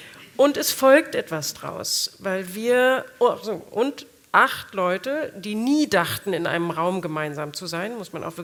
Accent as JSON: {"language": "German", "region": "Saarland", "country": "Germany", "tie": "born there", "said": "ich bin selbst im Saarland geboren, meine Eltern waren zutiefst überzeugt Europäer"}